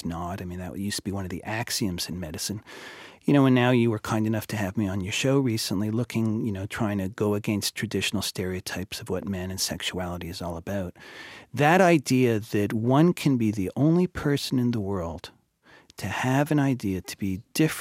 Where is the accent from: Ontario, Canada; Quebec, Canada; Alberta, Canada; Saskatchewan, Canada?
Quebec, Canada; Montreal; I grew up in Montreal